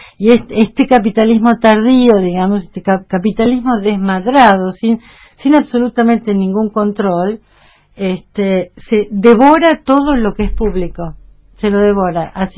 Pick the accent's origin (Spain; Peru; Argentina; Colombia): Argentina; Tucumán; tendría que hablar mal de la esencia porteña y como tucumana me parece que no lo voy a hacer